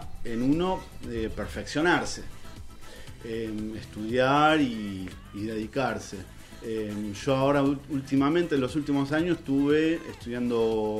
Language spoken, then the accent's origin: Spanish; Quilmes, Buenos Aires Province, Argentina; quilmeño. Sí, soy de Quilmes, más del lado de Espeleta.